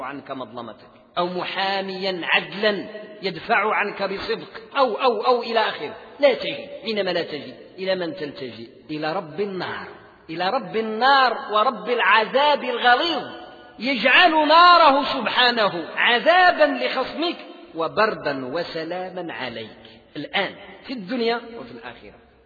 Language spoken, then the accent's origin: Arabic; Morocco; بحال احنا عندنا في المغرب، واحدة غربية واحدة شرقية.